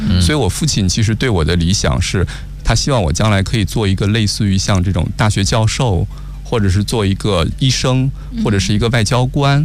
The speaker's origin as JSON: {"language": "Chinese", "town": "Dalian", "region": "Liaoning", "country": "China", "tie": "born or raised there", "said": "我是出生在大连，我是老家是大连的"}